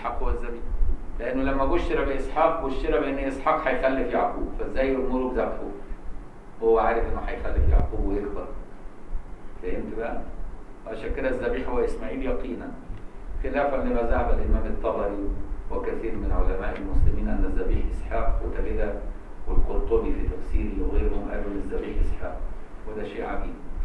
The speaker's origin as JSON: {"language": "Arabic", "country": "Egypt", "said": "والعبور ده عملوه سوقي عندنا في مصر سوق العبور"}